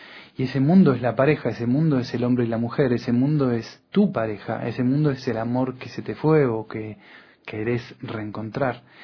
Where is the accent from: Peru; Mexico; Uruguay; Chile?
Uruguay; now in France; Yo soy uruguayo y hace muchos años que estoy en Francia, pero el tango fue una cosa que me hizo reencontrar con la cultura nuestra del Río de la Plata